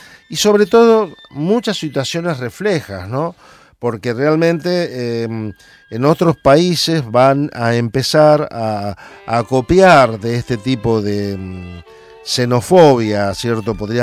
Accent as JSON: {"language": "Spanish", "region": "Santa Fe", "country": "Argentina", "said": "muy cerca de donde nosotros somos, de Mónica y yo, ahí de Santa Fe"}